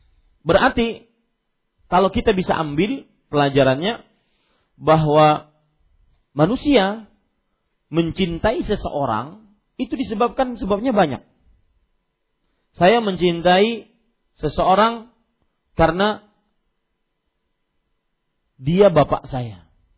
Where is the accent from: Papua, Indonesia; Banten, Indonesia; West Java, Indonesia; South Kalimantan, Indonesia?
South Kalimantan, Indonesia; Kalau kita orang Banjar biasanya kalau bersumpah